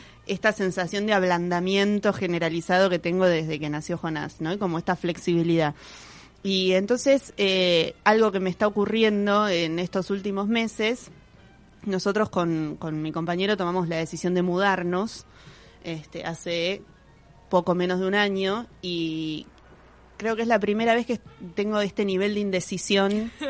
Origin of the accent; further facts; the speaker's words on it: San Isidro, Buenos Aires Province, Argentina; si bien nací en Parque Patricios, me crié casi toda mi vida en San Isidro, lugar que odié toda mi vida.